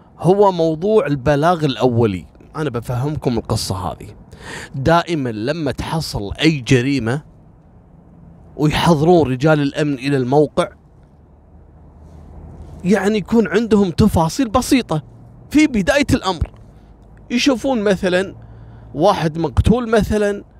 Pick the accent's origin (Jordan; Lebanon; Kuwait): Kuwait; طالبة كلية الإعلام عندنا في الكويت في الجامعة